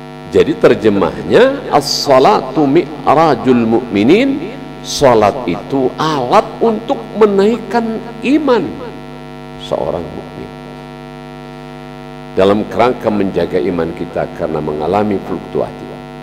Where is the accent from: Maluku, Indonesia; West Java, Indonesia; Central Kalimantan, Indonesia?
West Java, Indonesia; saya juga orang Jawa, jangan tersinggung. Jawa Barat.